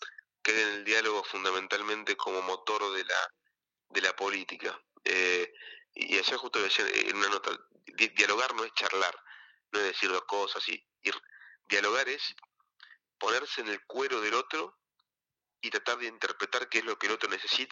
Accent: Concepción del Uruguay, Entre Ríos, Argentina; Mis viejos, yo soy de Concepción del Uruguay, mis papás también, pero me decían que de chicos iban a bailar a Concordia

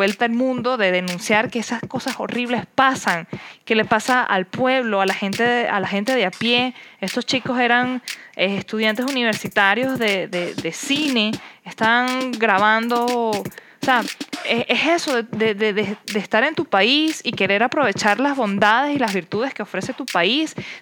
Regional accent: Venezuela; now in Costa Rica; yo estaré aquí en el mundo de la pura vida, pero yo también vengo de un país donde la vida vale muy poco

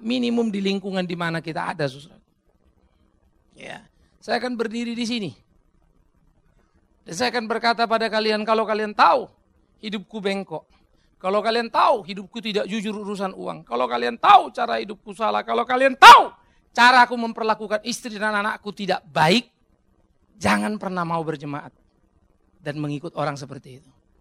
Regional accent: Pematangsiantar, North Sumatra, Indonesia; Saya Batak, susah bagi saya jadi Jawa. Saya asli dari Siantar sana.

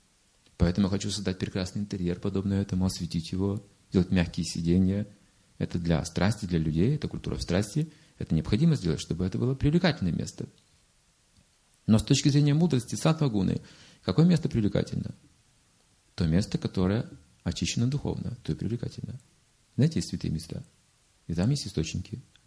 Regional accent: Russia; А что же было там? Я же, кажется, из России. Ну да.

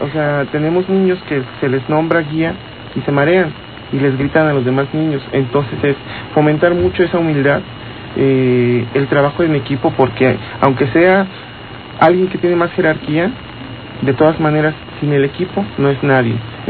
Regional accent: Mexico; estamos aquí, somos mexicanos

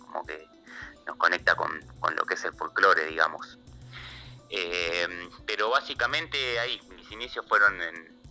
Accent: El Palomar, Buenos Aires Province, Argentina; yo vengo del Palomar, en partido de 3 de febrero, de provincia de Buenos Aires.

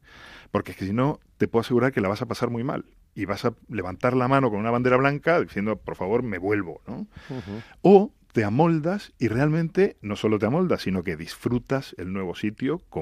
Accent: Argentina; moved away; Estas épocas, especialmente en Navidad, son de familia, al menos en mi caso, como argentino que soy.

